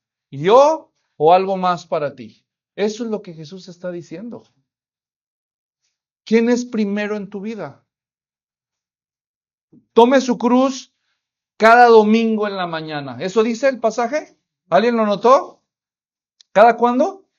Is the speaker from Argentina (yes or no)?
no; Mexico; No, así somos nosotros los mexicanos.